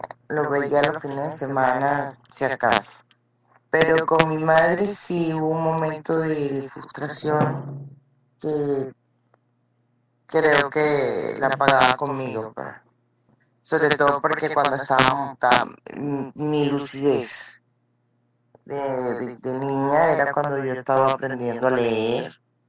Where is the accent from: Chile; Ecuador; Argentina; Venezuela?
Venezuela; Caracas, Capital District; born there; Nací en Caracas el 3 de marzo del 3 del 79, del año 1979.